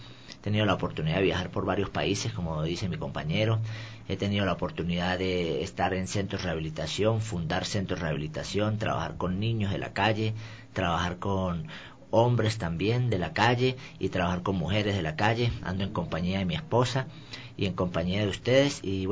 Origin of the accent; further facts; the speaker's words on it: Norte de Santander, Colombia; yo soy de Colombia, específicamente de allá del norte de Santander, frontera con Venezuela.